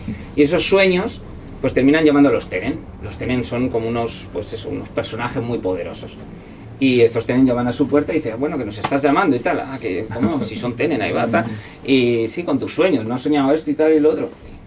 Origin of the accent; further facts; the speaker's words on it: Toledo, Castilla-La Mancha, Spain; Y además yo soy de Toledo, como sabéis